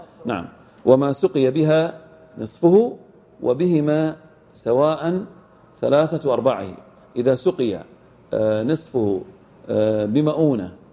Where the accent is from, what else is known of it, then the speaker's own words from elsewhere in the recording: Al-Ahsa, Eastern Province, Saudi Arabia; هذا من الأشياء الطارئة والنوازل عندنا في الأحساء.